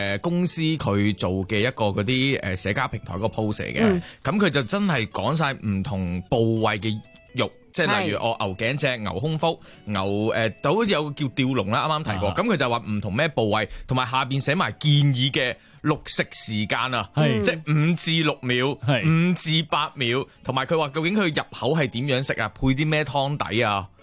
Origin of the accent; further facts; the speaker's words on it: Fujian, China; 内地人咧系即我嗰个地方啦，即我乡下嗰地方福建咧，